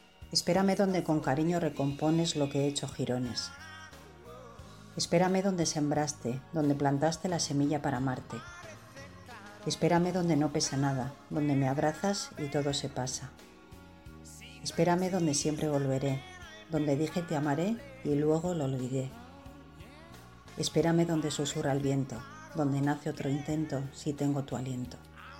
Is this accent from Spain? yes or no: yes; Bilbao, Basque Country, Spain; de Bilbao.